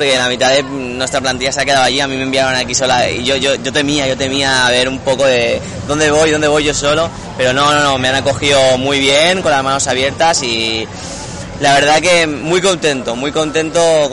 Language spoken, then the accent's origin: Spanish; Valencia, Valencian Community, Spain; Sí, yo soy de Valencia y mis compañeros también están allí